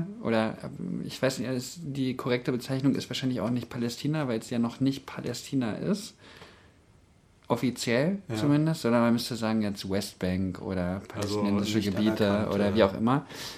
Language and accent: German; Berlin, Germany; weil ich komme ja ursprünglich aus Berlin